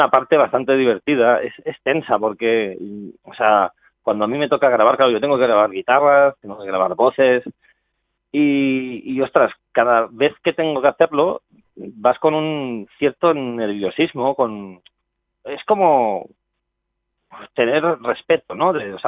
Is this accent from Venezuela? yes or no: no; Spain; first language Catalan; Spanish is a second language; hacerlo en catalán, porque como es mi lengua materna, pues digo, oye, pues qué mejor que expresarme en ella.